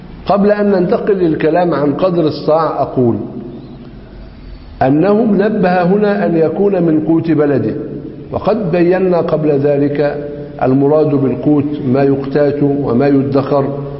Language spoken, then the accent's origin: Arabic; Egypt; عندنا في مصر ينظرون إلى قضية الأرز على أنها مقدمة في غالب محافظات مصر